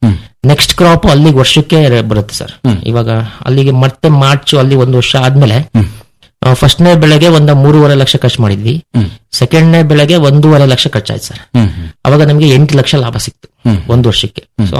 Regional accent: Kellangere, Karnataka, India; ಊರು ಅರಸೀಕೆರೆ ತಾಲೂಕು ಕೆಲ್ಲಂಗೆರೆ.

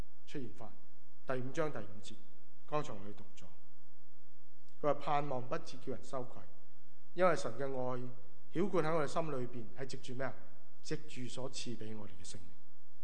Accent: China; 嗱，我哋中国人有个错误嘅观念，以为我做咗一啲嘅事咧，神咧就会讨神喜悦啦。

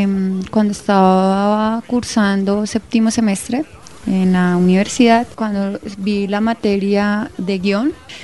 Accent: San Vicente de Chucurí, Santander, Colombia; Primero, pues, San Vicente, ¿por qué? Porque soy oriunda de San Vicente.

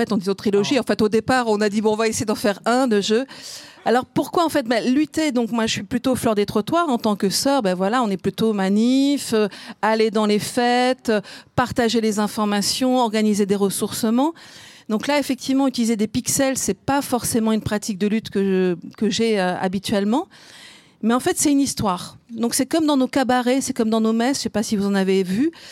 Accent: Lille, Hauts-de-France, France; now in Montpellier, France; Donc moi, je suis d'une ch'ti, je suis de Lille. Maintenant, je suis à Montpellier.

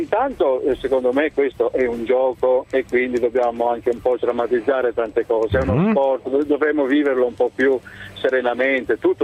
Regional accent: Galatina, Apulia, Italy; now in Padua, Italy; Buongiorno, io sono vivo a Padova, ma sono un salentino.

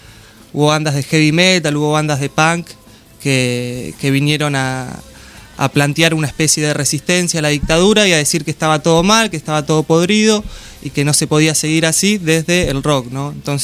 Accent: Argentina; que digamos que las tenemos en nuestro inconsciente rockero como argentinos

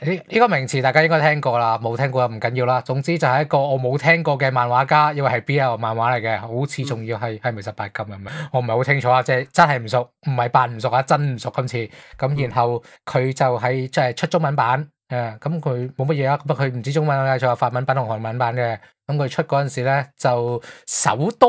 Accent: Hong Kong; 即系譬如我哋话我哋系香港人

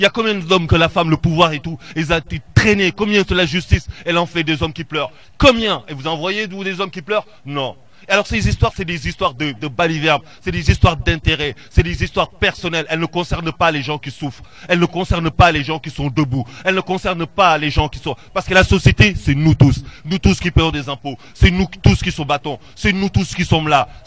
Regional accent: Orléans, Centre-Val de Loire, France; En fait, moi, je ne suis pas d'ici, mais je suis d'Orléans.

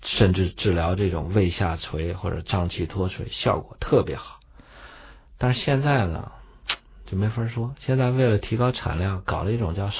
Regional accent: Shanxi, China; 山西，我们老家。

